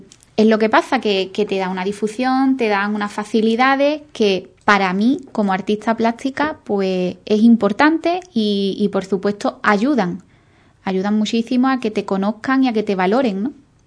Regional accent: Ubrique, Andalusia, Spain; quería agradecer a mi pueblo, a Ubrique, por el apoyo y la acogida

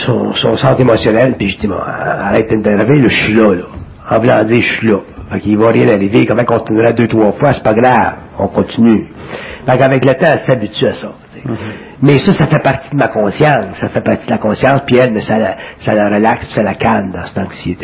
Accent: Quebec, Canada; je viens du Canada québécois, ou du Canada

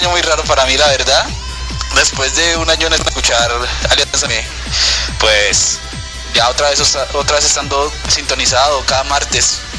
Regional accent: Pereira, Risaralda, Colombia; Sí, la verdad. Sí, soy colombiano.

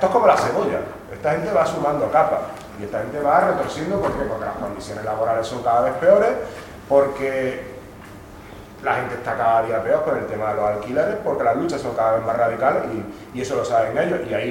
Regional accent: Córdoba, Andalusia, Spain; Yo que soy de Córdoba, y en otros sitios, en Cádiz y en otros sitios

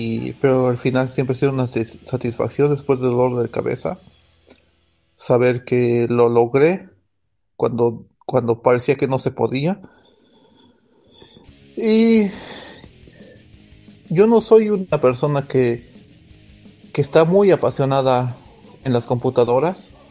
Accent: Mexico City, Mexico; now in Stockholm, Sweden; de Estocolmo. Bueno, vivo en Estocolmo, soy de México, soy del DF y nunca voy a dejar de ser el mexicano.

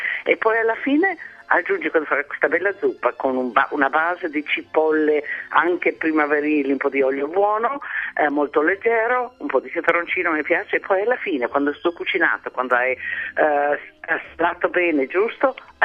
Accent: Pula, Istria County, Croatia; born there; Sono nata nel 47 a Pola e dunque

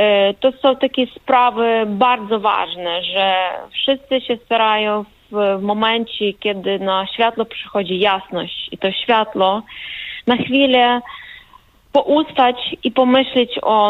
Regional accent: Ukraine; Polish is a second language; now in Wrocław, Poland; bo ja obecnie jestem we Wrocławiu, z Ukrainy.

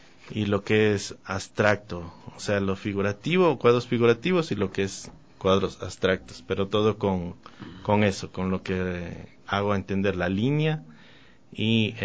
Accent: Alamor, Loja, Ecuador; Yo soy de Loja, ¿verdad? Y hay un pueblito que se llama Alamor. Yo soy de Alamor, lojano, o sea, de un pueblo.

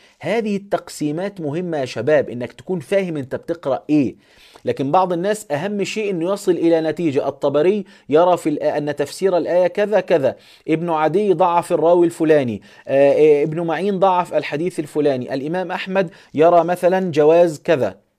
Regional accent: Egypt; احنا عندنا في مصر في الكهربائي او النقاش

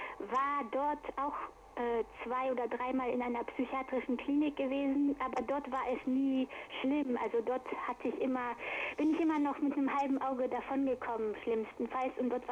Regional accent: Düren, North Rhine-Westphalia, Germany; also in meiner Heimatstadt Düren, fing diese Qual an.

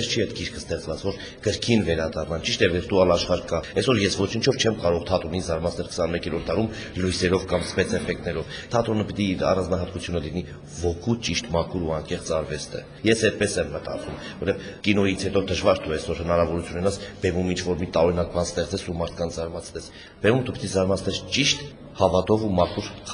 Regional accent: Gyumri, Shirak, Armenia; ես գյումրեցի եմ

